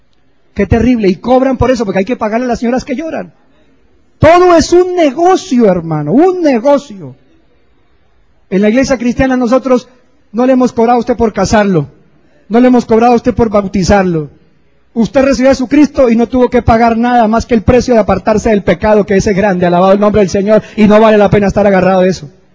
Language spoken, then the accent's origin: Spanish; Sogamoso, Boyacá, Colombia; born there; yo entré una vez a la catedral allá en Sogamoso, donde yo nací